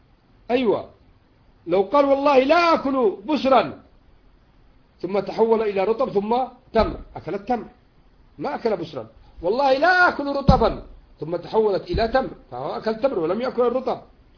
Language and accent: Arabic; Yemen; وإن كان العرف عندنا في اليمن